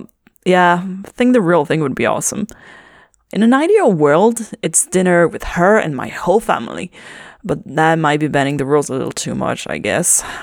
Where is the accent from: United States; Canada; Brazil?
Canada; Toronto, Ontario; I know we're from Toronto, but it happens.